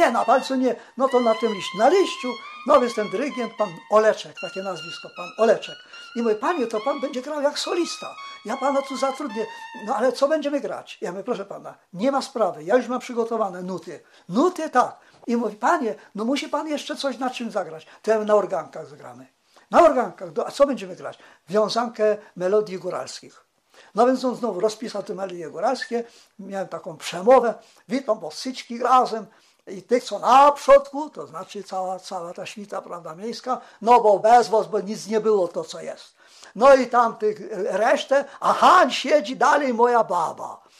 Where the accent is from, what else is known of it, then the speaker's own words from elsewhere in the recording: Poronin, Lesser Poland, Poland; born there; Urodziłem się w Poroninie w 1926 roku na wiosnę w góralskiej chałupie, nie będąc góralem, ale przybyszem.